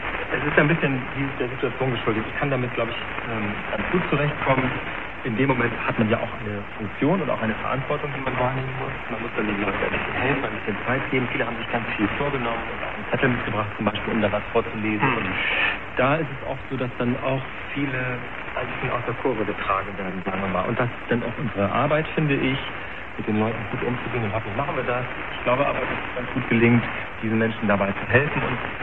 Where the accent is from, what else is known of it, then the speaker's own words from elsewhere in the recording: Schleswig-Holstein, Germany; ich bin in Nordfriesland groß geworden, direkt an der Küste. Ich habe auch, meine Mutter stammt von Amrum, also ich bin direkt mit Salzwasser groß geworden.